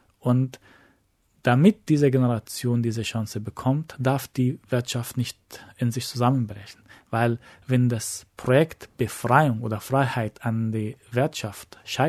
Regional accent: Egypt; Ich bin in Ägypten aufgewachsen, in einer Gesellschaft, wo es verboten war, dass 5 Menschen sich auf der Straße versammeln, wenn sie nicht zu der gleichen Familie gehören.

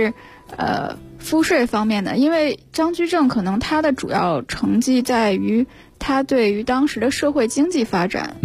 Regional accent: Hebei, China; 我是河北的。

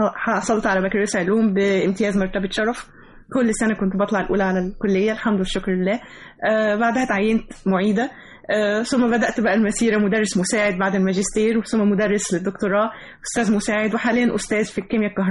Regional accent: Egypt; أنا فخري وكل اعتزازي إن أنا مصرية طبعا

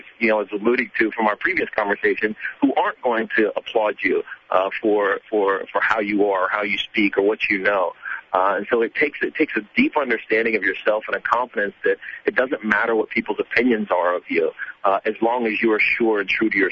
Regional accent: Virginia, United States; I grew up in Roanoke, Virginia, and not the city of Roanoke, Virginia, but the county of Roanoke, Virginia.

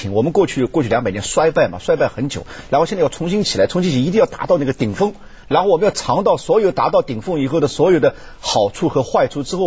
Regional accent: China; 这种模式是连我们中国人自己都很难解释的一种模式

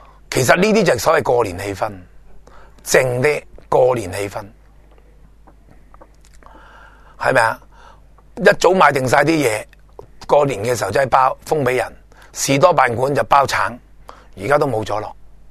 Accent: Hong Kong; 好似我哋香港人亦都系一样

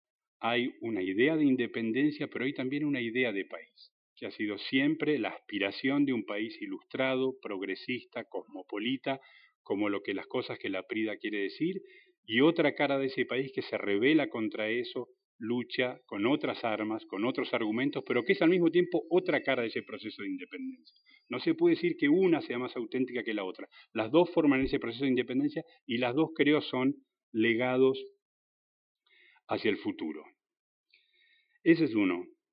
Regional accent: Argentina; como ciudadanos, como argentinos, es, en cierto modo, el acta de nacimiento de nuestro país.

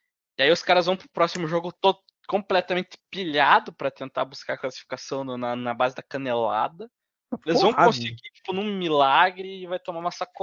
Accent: Brazil; Eu gosto nenhuma, eu sou brasileiro.

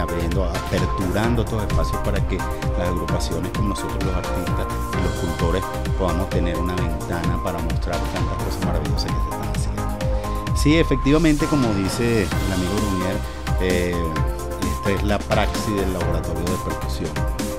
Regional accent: Venezuela; de lo que nos identifica como venezolanos

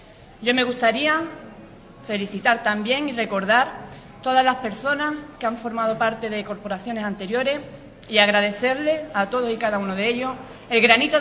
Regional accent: Ubrique, Andalusia, Spain; me siento tremendamente orgullosa de poder representar a mi pueblo como alcaldesa de Ubrique

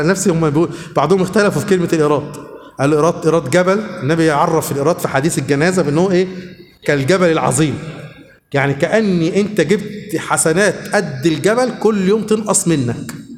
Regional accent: Suez, Suez Governorate, Egypt; والله حصل عندنا في السويس

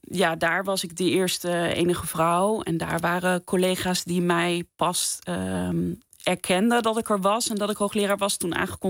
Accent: Apeldoorn, Gelderland, Netherlands; Ik heb in Utrecht gestudeerd. Ik kom zelf van de Veluwe. Ik ben in Apeldoorn opgegroeid.

